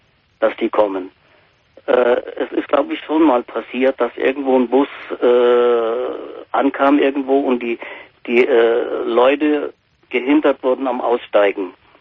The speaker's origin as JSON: {"language": "German", "region": "Thuringia", "country": "Germany", "said": "Nee, ich bin Thüringer."}